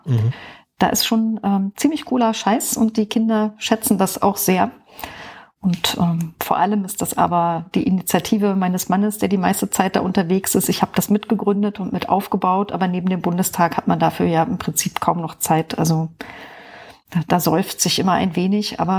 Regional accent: Brandenburg, Germany; ich bin aus Brandenburg da aufgewachsen, habe mich ein bisschen rumgetrieben in der Welt und bin jetzt aber wieder in Brandenburg gelandet seit einiger Zeit, wohne im Norden von Berlin, kurz vor MacPom.

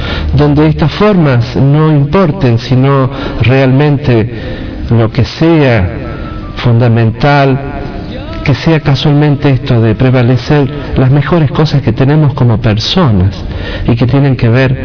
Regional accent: La Rioja, Argentina; porque con los años volví a mi país, volví a mi tierra, a esta Rioja que amo y a veces odio también

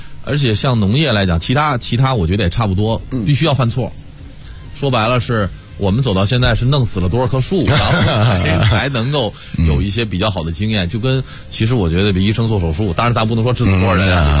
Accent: Beijing, China; 我们其实都属于城里孩子，我们都是，像我是在前门长大的

